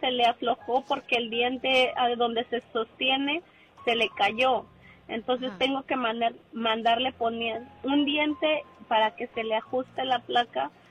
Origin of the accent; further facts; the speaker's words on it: Mexico City, Mexico; now in Long Beach, United States; De la Ciudad de México.